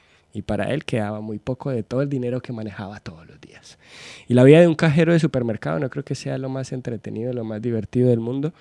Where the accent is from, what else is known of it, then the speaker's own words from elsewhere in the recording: Colombia; now in Argentina; yo soy de Colombia. Ya estoy acá en Argentina hace más de 2 años y medio